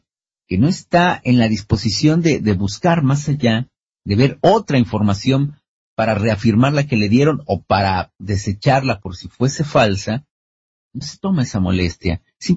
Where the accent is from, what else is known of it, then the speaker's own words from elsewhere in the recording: Mexico; nosotros mismos como mexicanos no nos damos cuenta de muchas cosas que están sucediendo en México